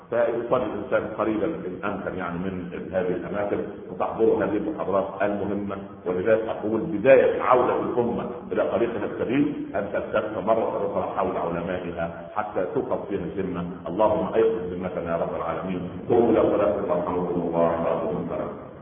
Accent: Egypt; عندنا في مصر العوام من الناس يقول لك

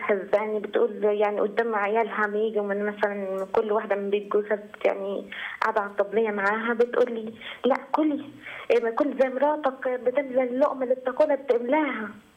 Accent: Minya, Minya Governorate, Egypt; من المنيا.

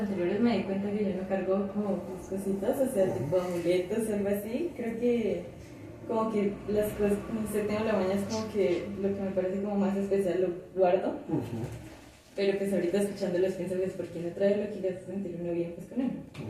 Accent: Duitama, Boyacá, Colombia; now in Bogotá, Colombia; yo no soy de acá de Bogotá, soy de Boyacá, de una ciudad que se llama Duitama. Y Duitama es una ciudad chiquita que tiene como, está rodeada de muchísimas montañas. Yo crecí yendo todo el tiempo a las montañas.

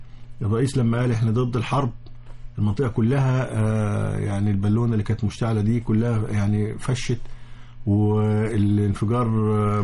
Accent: Egypt; ساحل البحر المتوسط اللي هو على يعني عندنا في مصر

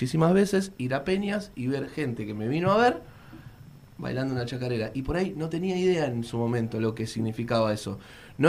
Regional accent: Avellaneda, Buenos Aires Province, Argentina; yo soy de Avellaneda, de Piñeiro. En mi casa mis viejos escuchaban mucho folclore, muchísimo.

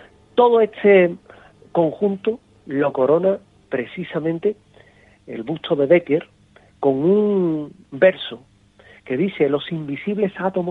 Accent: Seville, Andalusia, Spain; algo que te explica la historia de mi tierra, el Ayuntamiento de Sevilla.

